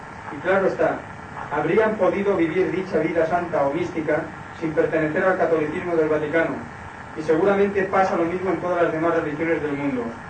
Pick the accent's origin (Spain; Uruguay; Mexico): Spain; Inca, Balearic Islands; born there; now in Palma, Spain; Yo nací en Inca, Mallorca, y desde muy joven resido en Palma. Tengo 75 años de edad